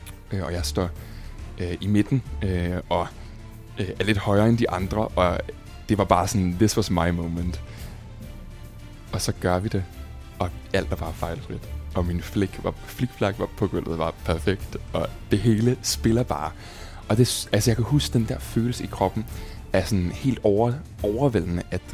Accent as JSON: {"language": "Danish", "town": "Roskilde", "region": "Zealand", "country": "Denmark", "tie": "born or raised there", "said": "jeg er fra Roskilde, og er født og opvokset der. Meget af min familie er fra Roskilde og bor i Roskilde. Boede i sådan en lille by, der hedder Svorslev, uden for Roskilde. En lille sådan lokalsamfund"}